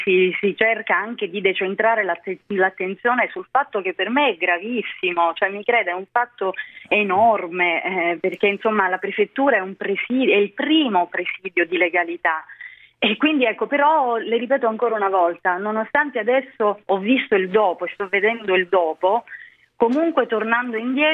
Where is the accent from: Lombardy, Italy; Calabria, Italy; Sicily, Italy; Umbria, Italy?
Calabria, Italy; io sono calabrese, davvero ogni goccia del mio sangue appartiene alla Calabria, però la mia è una terra, per quanto meravigliosa, anche molto molto complicata e difficile.